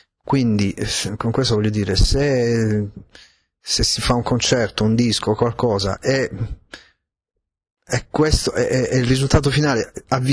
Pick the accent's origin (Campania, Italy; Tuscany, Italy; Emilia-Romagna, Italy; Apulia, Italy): Apulia, Italy; born there; io sono nato in Italia, sono nato in Puglia, non sono nato a New York